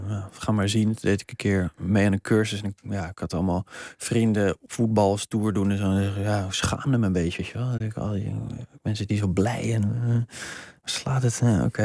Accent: Amsterdam, North Holland, Netherlands; Ik kom zelf uit Watergasmeer. Dus een rare combinatie van aanzien en geld en dure scooters.

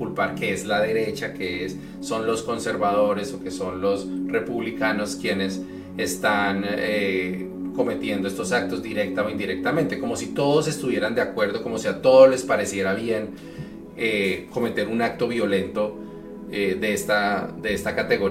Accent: Colombia; Recientemente en Colombia, digamos, de donde soy yo originalmente

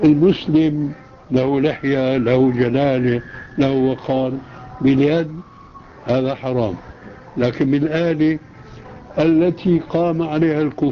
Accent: Syria; وكما يقولون عندنا في الشام

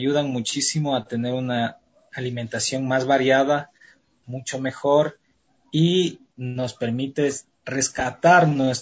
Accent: Quito, Pichincha, Ecuador; yo soy quiteño, tengo 31 años. Mis papás son, mi papá es de aquí de Quito y mi mamá es propia de Azogues.

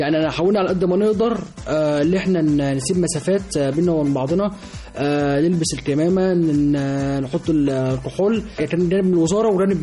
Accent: Egypt; اي واحد بيكون يعني من انا من مصر اهو يعني

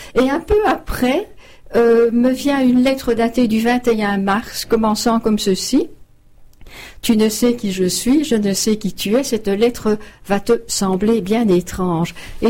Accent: Arlon, Wallonia, Belgium; also born or lived in Brussels; à 12 ans, nous habitions alors à Arlon. Je suis née à Bruxelles, mais nous avons déménagé pendant 8 ans à Arlon.

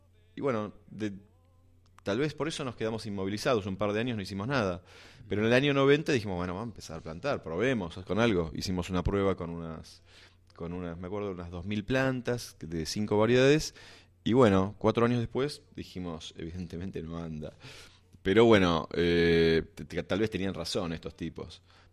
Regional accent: Buenos Aires, Argentina; born there; moved away as an adult; also born or lived in Bariloche; now in El Hoyo, Argentina; Yo nací en Buenos Aires y a los... creo que a los 18 años, cuando terminé el colegio, decidí irme. Y eso fue mi etapa urbana de la vida. Y empecé a vivir primero en Bariloche unos años y después me vine a El Hoyo. Directamente a vivir en el campo

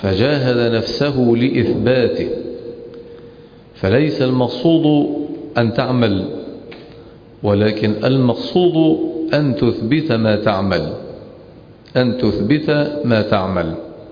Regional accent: Egypt; وعندنا في مصر لأنها دولة متخلفة يدرسون الجودة بمعايير وقوانين

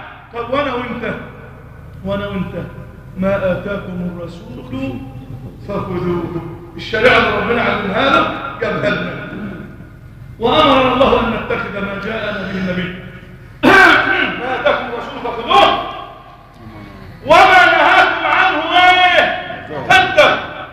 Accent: Egypt; اللهم احفظ بلدنا مصر

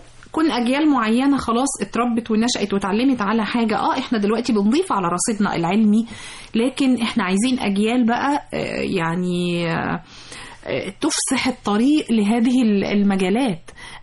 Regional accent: Egypt; والفخر بقى واحنا كمصريين

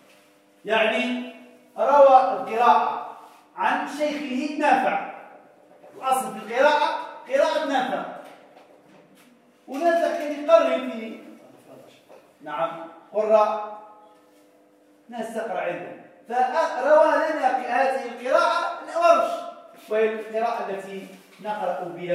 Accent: Morocco; مش موجودة عندنا في المغرب

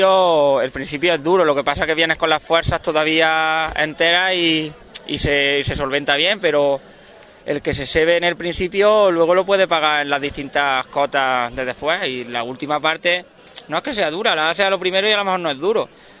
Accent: Baena, Andalusia, Spain; somos 4 de Baena y un compañero de un pueblo de al lado, de Doña Mencía también.

